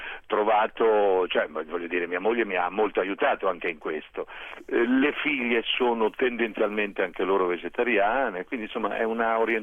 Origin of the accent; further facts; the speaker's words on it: Liguria, Italy; io voglio dire che sono ligure, ma ci sono dei piatti liguri meravigliosi